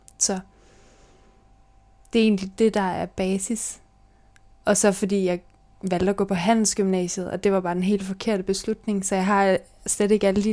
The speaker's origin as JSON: {"language": "Danish", "town": "Vejle", "region": "Region of Southern Denmark", "country": "Denmark", "tie": "born or raised there", "also_born_or_lived": "Nuuk, Greenland", "said": "så flyttede mine forældre og mig til Danmark. Og så er jeg vokset op i Vejle og har to mindre søskende."}